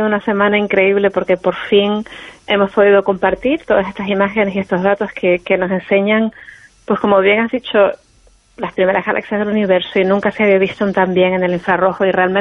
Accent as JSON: {"language": "Spanish", "region": "Canary Islands", "country": "Spain", "said": "yo soy de Canarias, de Tenerife, y allí tenemos el observatorio, el Instituto Astrofísico de Canarias"}